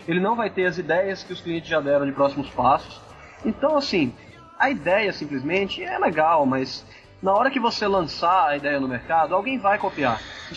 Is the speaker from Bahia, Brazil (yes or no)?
yes; Bahia, Brazil; Sim, eu sou baiano, eu sou preguiçoso por definição.